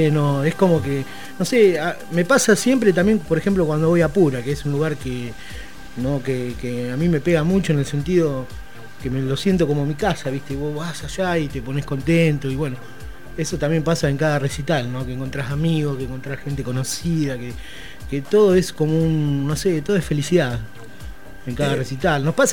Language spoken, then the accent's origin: Spanish; Chacabuco, Buenos Aires Province, Argentina; now in Berisso, Argentina; yo soy de Chacabuco, ¿no? Pero que he aprendido a querer con los años, desde el año 96 que estoy acá.